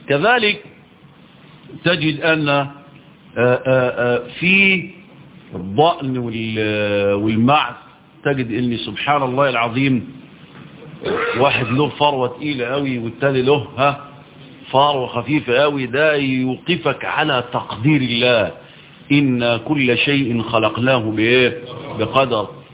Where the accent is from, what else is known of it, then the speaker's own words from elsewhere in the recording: Egypt; عندنا في مصر